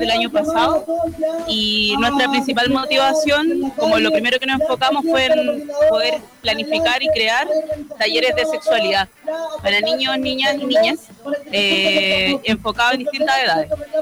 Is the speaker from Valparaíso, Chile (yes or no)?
yes; Valparaíso, Chile; Sí, somos de Valparaíso, pero estamos repartidos en distintos espacios de la Quinta.